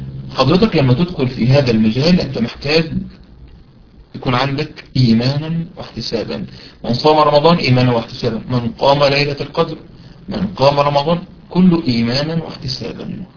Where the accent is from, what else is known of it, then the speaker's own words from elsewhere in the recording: Egypt; عارفين المحشي عندنا في مصر يعني من أمهات الأكل عندنا في مصر